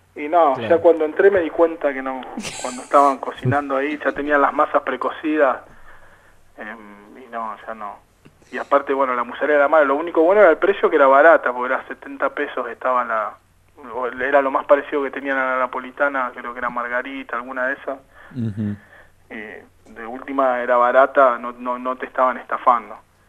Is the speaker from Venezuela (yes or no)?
no; La Plata, Buenos Aires Province, Argentina; Sí, en principio porque soy de La Plata